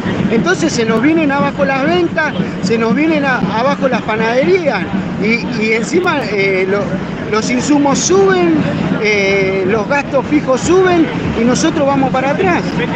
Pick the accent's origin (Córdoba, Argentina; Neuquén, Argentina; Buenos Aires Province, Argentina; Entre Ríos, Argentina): Buenos Aires Province, Argentina; Almirante Brown; soy panadero de Almirante Brown.